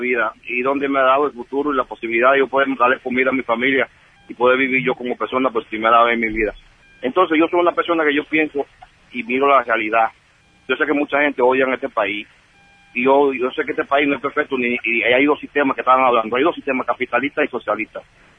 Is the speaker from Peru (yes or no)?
no; Cuba; moved away; yo me vine de Cuba porque yo vivía sin dignidad